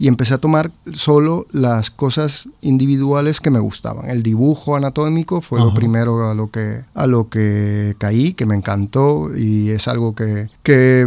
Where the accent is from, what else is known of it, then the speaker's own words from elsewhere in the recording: Maracay, Aragua, Venezuela; born there; also born or lived in Caracas; Claro, yo nací en Venezuela, en Maracay, estado de Aragua. Luego mi familia estuvimos dando varios tumbos por todo el país, acabamos en Caracas.